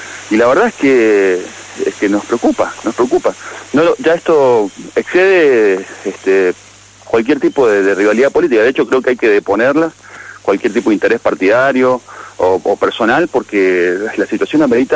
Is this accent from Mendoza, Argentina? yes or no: yes; Guaymallén, Mendoza, Argentina; como guaymallenos, como mendocinos, lo que estamos es preocupados.